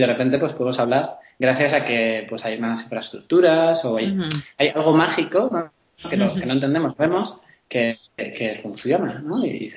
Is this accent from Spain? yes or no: yes; Zaragoza, Aragon, Spain; born there; yo nací en Zaragoza, en una ciudad aquí en España, en 1982, tengo 33 años.